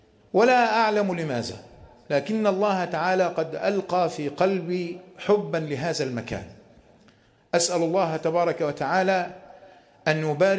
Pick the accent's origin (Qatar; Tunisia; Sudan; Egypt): Egypt; أن يحفظ بلادنا مصر من كل مكروه وسوء